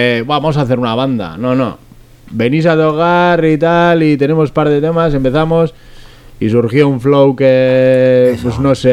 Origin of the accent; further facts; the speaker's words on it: Basque Country, Spain; los que empezamos todos somos del Durangesau